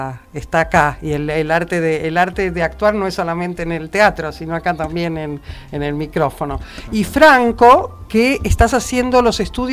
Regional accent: Buenos Aires, Argentina; yo conozco Buenos Aires, pues yo soy de Buenos Aires.

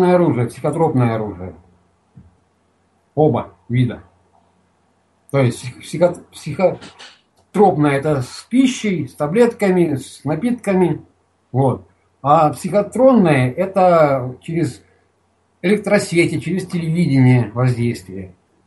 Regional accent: Kaliningrad Oblast, Russia; born there; Я родился в СССР, и я гражданин СССР. Там написал в этом договоре. Где есть гражданство указывает, я пишу гражданин СССР. Где родился, я пишу СССР. Добавляю Калининградская область, РСФСР, СССР.

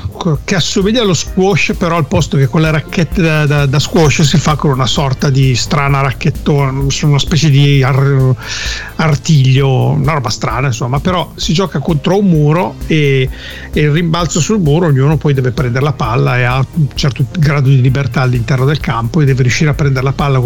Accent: Parma, Emilia-Romagna, Italy; a Parma, dove io sono di Parma, no, nativo

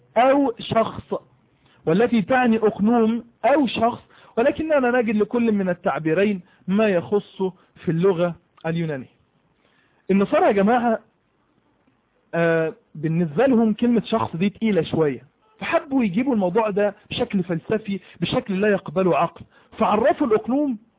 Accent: Egypt; أنا راجل مصري عندي لغة عربية وبسألك

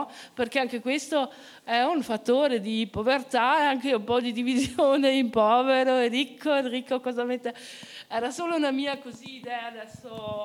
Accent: Bolzano, Trentino-Alto Adige, Italy; Io sono cresciuta a Bolzano e lì si parlava di zaccola, zoccolari, no?

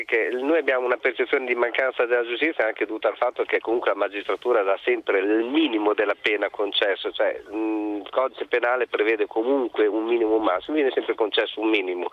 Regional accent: Bologna, Emilia-Romagna, Italy; sono di Bologna, lavoro in polizia

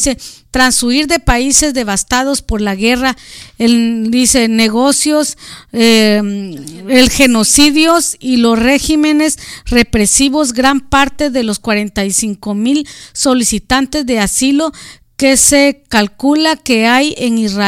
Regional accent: Guatemala; now in United States; en mi país la mayoría de gente homosexual, gays, transgénero se vienen huyendo del racismo de allá hacia su gente en Guatemala.

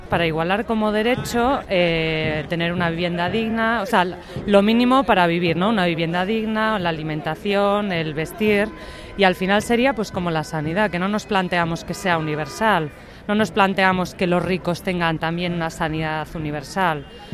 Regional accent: Cantabria, Spain; vengo de Cantabria reclamando una renta básica ya.

